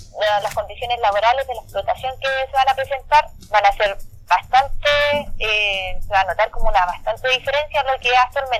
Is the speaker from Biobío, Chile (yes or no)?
yes; Laraquete, Biobío, Chile; Yo provengo de la localidad de Larraquete, que es como una caleta que está al norte de esta empresa.